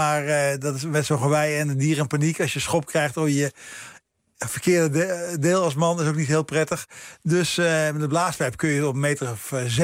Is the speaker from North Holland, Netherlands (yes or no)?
no; Veenendaal, Utrecht, Netherlands; Ja, Veenendaal. Een beetje het oosten, maar niet echt super oost.